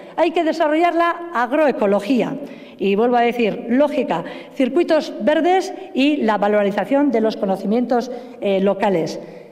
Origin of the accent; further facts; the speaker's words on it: Basque Country, Spain; un marco soberano de decisión que nos permita como pueblo vasco defender también en Europa